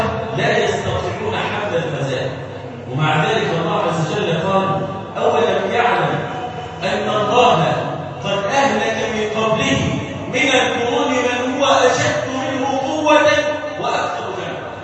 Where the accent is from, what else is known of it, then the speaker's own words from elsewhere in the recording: Egypt; اللهم اجعل بلادنا مصر امنا امانا وسائر بلاد